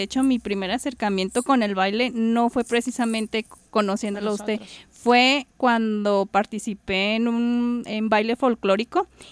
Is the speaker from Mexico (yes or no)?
yes; Puebla, Mexico; born there; now in Guadalajara, Mexico; pues yo soy de Puebla, bueno, nací allá, pero he vivido acá en Guadalajara mucho tiempo.